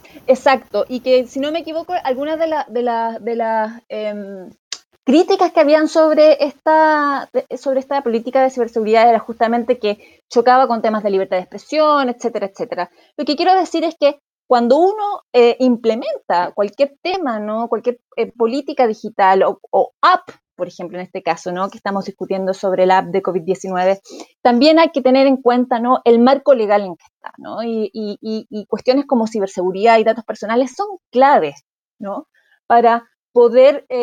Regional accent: Chile; yo soy chilena y tenemos una ley de datos personales

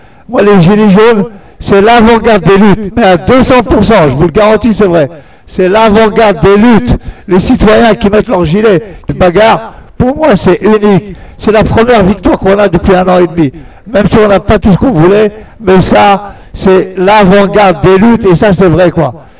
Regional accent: Mantes-la-Jolie, Île-de-France, France; Moi, je viens de Mantes-la-Jolie. Hein, dans les Yvelines

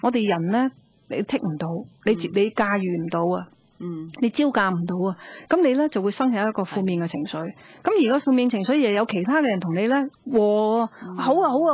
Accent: Guangdong, China; accent: Cantonese; 我哋广东话叫做咁就系路啦，啱啦。

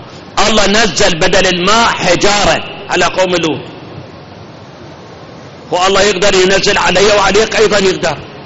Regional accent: Iraq; الآن عندنا بالعراق آبار نفط

